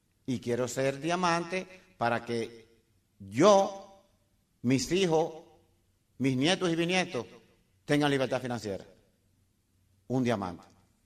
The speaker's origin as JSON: {"language": "Spanish", "country": "Dominican Republic", "said": "Y hice una compañía en mi país. Llegué a ingeniero como una meta para vivir. Yo quería vivir en Arroyo Hondo, el sitio más exclusivo en República Dominicana, y lo logré."}